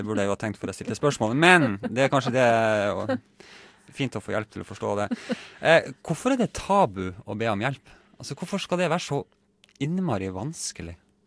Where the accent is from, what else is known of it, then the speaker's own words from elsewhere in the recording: Harstad, Troms, Norway; jeg er fra Harstad